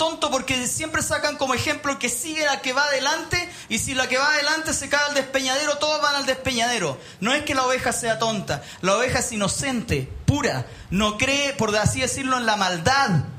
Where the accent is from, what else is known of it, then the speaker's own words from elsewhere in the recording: Punta Arenas, Magallanes, Chile; born there; also born or lived in Tierra del Fuego; yo nací en Punta Arenas. y viví en Tierra del Fuego durante 3 años y medio, en la prehistoria, cuando era niño